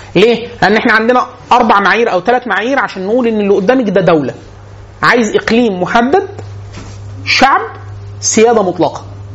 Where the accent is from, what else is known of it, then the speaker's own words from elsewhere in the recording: Egypt; born there; هو من ليبيا بس اتولد في ليبيا وانا اتولدت في مصر.